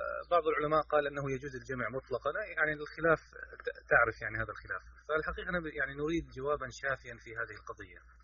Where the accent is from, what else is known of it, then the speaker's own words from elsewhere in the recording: Kuwait; هذا الموضوع كان يعني بيدا كثير من الناس عندنا في الكويت